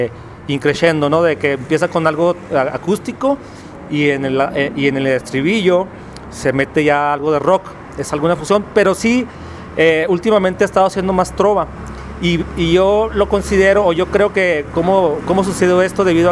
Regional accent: Ciudad Juárez, Chihuahua, Mexico; Vengo de Ciudad Juárez y el proyecto que traigo yo es música de trova rock

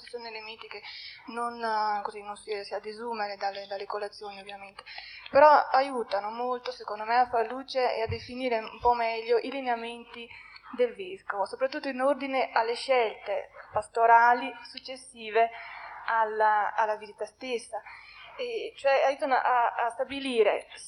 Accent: Verona, Veneto, Italy; vengo da Verona.

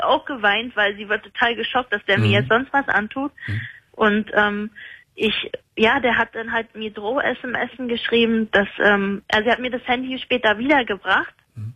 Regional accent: Croatia; Also, ich bin aus Kroatien.

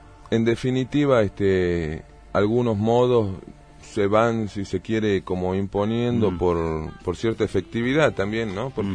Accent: Buenos Aires, Argentina; born there; moved away; He nacido en Buenos Aires en una época conflictiva del país, en el 76. Y después, por una serie de razones y de profesión de mi papá, viajé en diferentes lugares. La última parada fue Tucumán.

